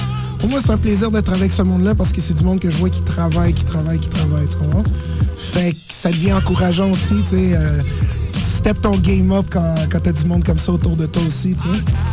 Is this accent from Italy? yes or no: no; Montreal, Quebec, Canada; Puis en tant que Montréalais, justement, il faut qu'on remette un petit peu